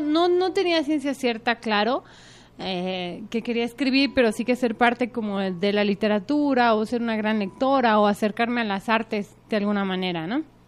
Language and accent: Spanish; Ixtlahuaca, State of Mexico, Mexico; Bueno, pues yo soy del Estado de México, nací en un pueblo que se llama Ixtlahuaca, que por cierto es muy bonito.